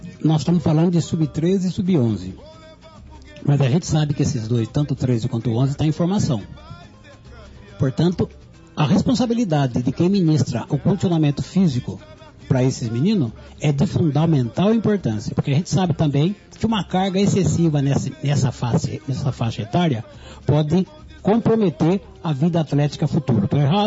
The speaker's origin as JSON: {"language": "Portuguese", "country": "Brazil", "said": "nós brasileiros somos indisciplinados taticamente"}